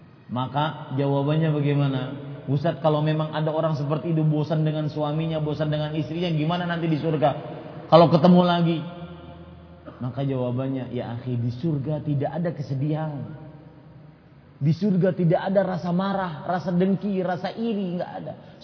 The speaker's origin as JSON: {"language": "Indonesian", "town": "Banjarmasin", "region": "South Kalimantan", "country": "Indonesia", "said": "Apalagi kadang-kadang kalau Anda ke Banjarmasin, ke daerah saya, Kalimantan Selatan, hati-hati jangan tertipu."}